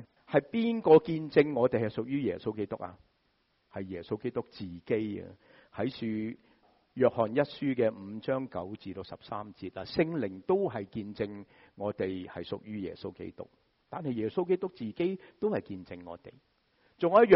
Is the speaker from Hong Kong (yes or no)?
no; United States; 我哋美国人点样啊？